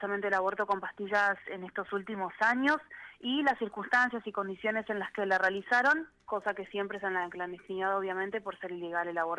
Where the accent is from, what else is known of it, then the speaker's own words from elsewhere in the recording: Argentina; yo soy la única argentina del grupo